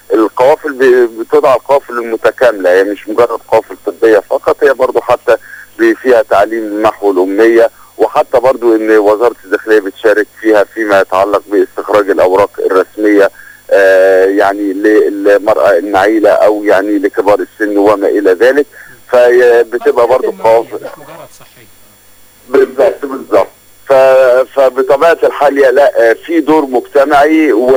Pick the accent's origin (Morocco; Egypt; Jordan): Egypt; Alexandria, Alexandria Governorate; انا من ابناء اسكندرية فاقدر عارف امكانيات المحافظة